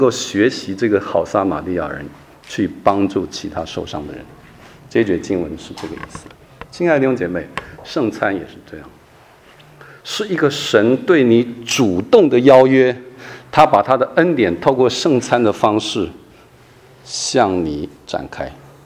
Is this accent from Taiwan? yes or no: no; Shandong, China; 我们山东人吃肉哈酒啊